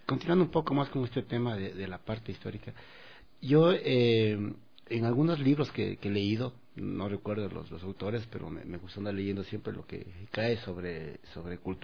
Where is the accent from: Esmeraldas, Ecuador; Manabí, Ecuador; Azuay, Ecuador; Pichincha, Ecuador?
Pichincha, Ecuador; Quito; y yo soy de Quito, pero yo fui a vivir allá a los 15 años en Conocoto y viví la mayoría de mi vida en Conocoto.